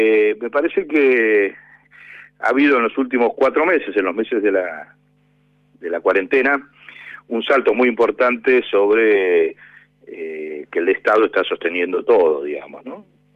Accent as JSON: {"language": "Spanish", "country": "Argentina", "said": "con respecto a la cuarentena que hemos tenido como argentinos"}